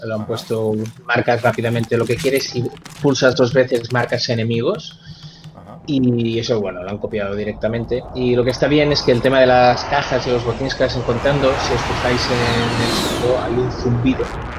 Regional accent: Spain; como periodistas españoles tenemos la opción de hablar

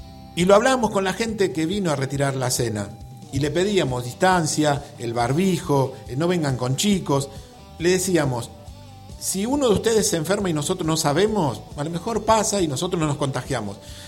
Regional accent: Villa Talleres, Argentina; born there; entrando, ¿sí?, a Villa Talleres, donde yo nací.

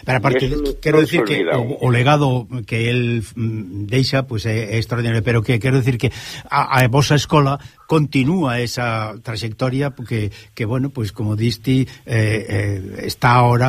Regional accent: Galicia, Spain; Como decimos galegos, algo que paga a pena darse conta

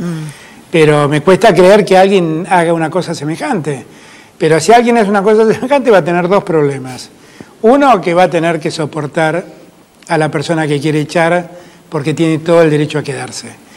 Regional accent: Argentina; en mi Argentina no hay diferencias. Somos todos argentinos, argentinas, argentines

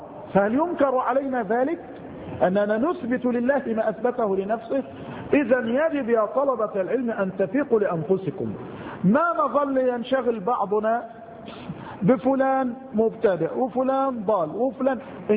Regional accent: Mansoura, Dakahlia, Egypt; إحدى البلدان عندنا في المنصورة المسجد يمتلئ عن آخره

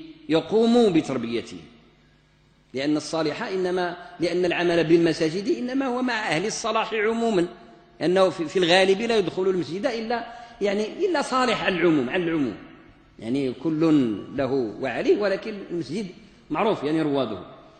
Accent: Morocco; عندنا في المغرب نقص شديد في ما يتعلق بمستوى صناعة الوعظ والإرشاد والخطابة

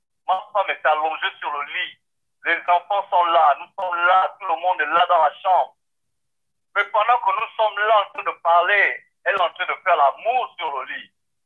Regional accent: Gabon; Moi, je suis de nationalité gabonaise. Je suis gabonais.

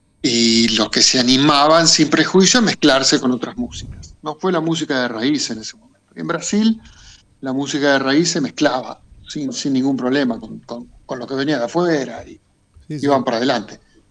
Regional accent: Buenos Aires, Argentina; yo me crié en Buenos Aires, estudié música académica en La Plata, en Bellas Artes

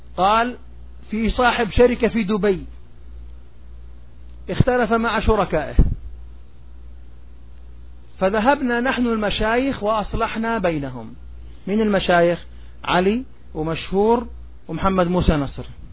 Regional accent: Jordan; أنا أردني، عتيبي صحيح، تفضل، أنا عتيبي صحيح لكن أردني

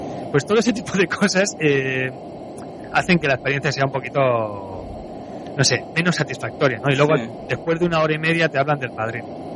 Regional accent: Madrid, Community of Madrid, Spain; Yo soy de Madrid

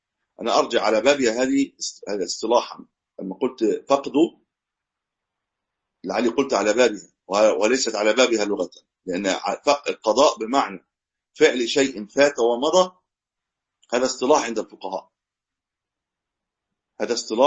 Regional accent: Egypt; ليست عندنا في مصر، في بعض البلاد يقيموا من غير ميكروفون

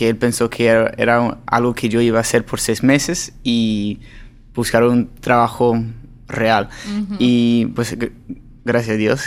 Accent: Los Angeles, California, United States; Spanish is a second language; Yo soy de Los Ángeles, California. Hijo de pastores. Ahora mi papá es director de un albergue y... Pues yo no crecí hablando español

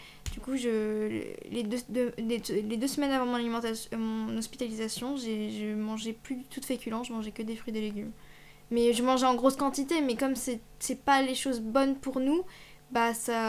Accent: Angers, Pays de la Loire, France; j'ai 17 ans aussi et je viens de Angers en Maine-et-Loire.

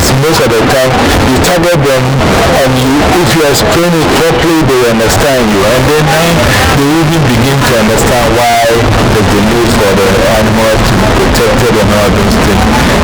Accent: Mankessim, Central Region, Ghana; like I'm from Mankasin.

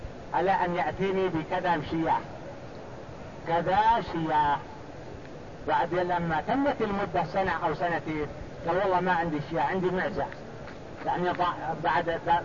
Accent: Mecca, Makkah Province, Saudi Arabia; يعني عندنا في مكة هذا نقول هذا جيد

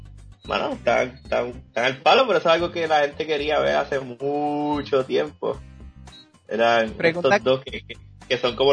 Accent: Carolina, Puerto Rico; yo soy de Carolina, eso está bien raíz

